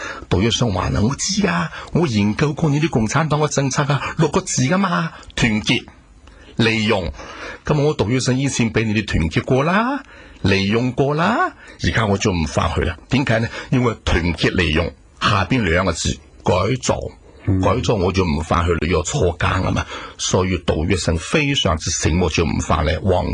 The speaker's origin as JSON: {"language": "Cantonese", "country": "China", "tie": "born or raised there", "said": "但是最起码我是祖国大陆出生，红旗下生，红旗下长"}